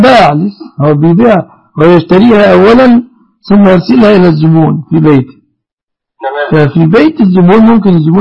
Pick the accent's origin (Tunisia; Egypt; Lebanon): Egypt; اللهم احفظ بلادنا مصر وبلاد المسلمين آمنة ومطمئنة من كل مكروه